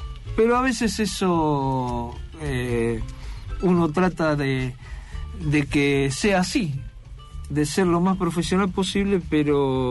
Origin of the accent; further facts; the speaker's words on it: Buenos Aires, Argentina; Yo venía en esta ciclotimia que tengo como porteño